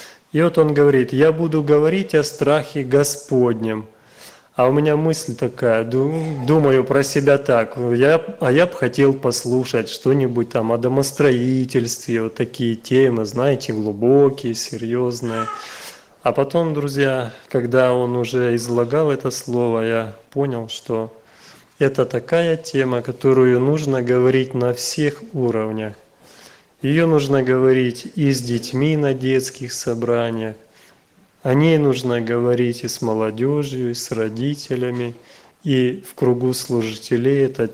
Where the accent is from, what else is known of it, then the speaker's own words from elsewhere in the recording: Ukraine; мы с Украины, вот с братом